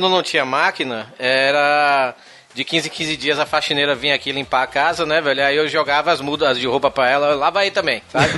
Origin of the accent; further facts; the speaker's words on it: Bahia, Brazil; eu sou baiano, descendente de negros, tenho um pé na senzala